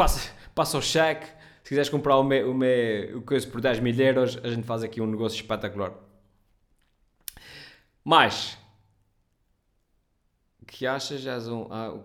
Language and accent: Portuguese; Ponta Delgada, Azores, Portugal; sou de Ponta Delgada.